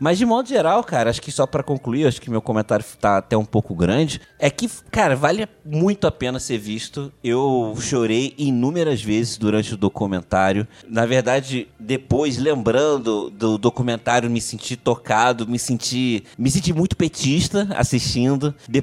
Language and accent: Portuguese; Rio de Janeiro, Brazil; now in Niterói, Brazil; Eu sou do Rio de Janeiro, moro em Niterói, uma cidade do lado do Rio de Janeiro, mas apesar de ter uma cidade de ter pouco menos de 500 mil habitantes, ela tem um comportamento de cidade grande, né?